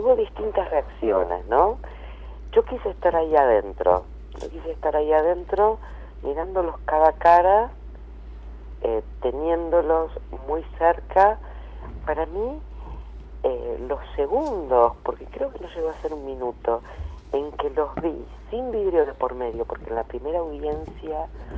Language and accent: Spanish; Argentina; sino de orgullo como argentina